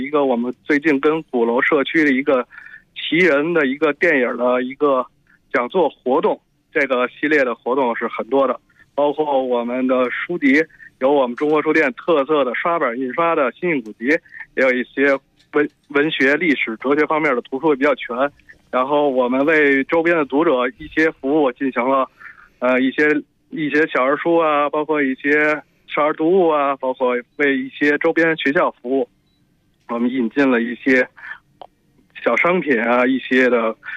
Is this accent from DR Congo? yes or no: yes; DR Congo; Chinese is a second language; now in Beijing, China; 我是来自刚果民主共和国，简称刚果金。